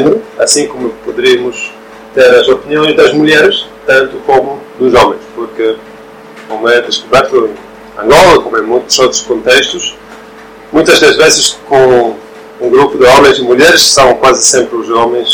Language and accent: Portuguese; Norway; Portuguese is a second language; Eu sou norueguês.